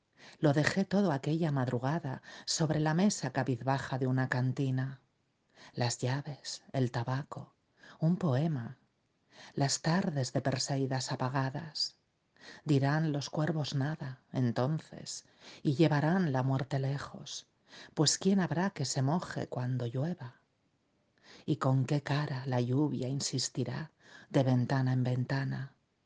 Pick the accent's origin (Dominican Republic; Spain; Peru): Spain